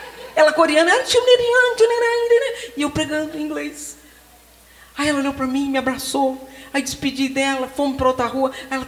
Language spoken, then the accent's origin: Portuguese; Rio de Janeiro, Brazil; born there; Agora no Rio, na minha cidade, onde eu nasci